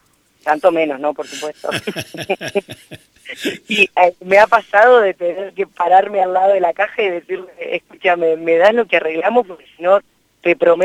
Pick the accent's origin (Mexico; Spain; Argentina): Argentina; Santa Rosa, La Pampa; Yo me formé en Buenos Aires, o sea, primero estudié acá en Bellas Artes, yo soy de Santa Rosa.